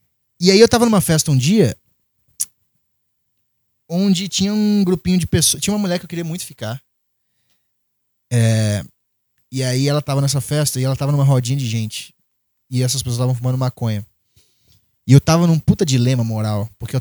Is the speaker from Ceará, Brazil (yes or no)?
no; Minas Gerais, Brazil; Eu sou mineiro. Então eu tenho no meu DNA o mineiro.